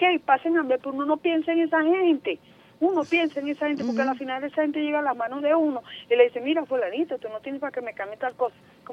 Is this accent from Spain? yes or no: no; Venezuela; así somos los venezolanos.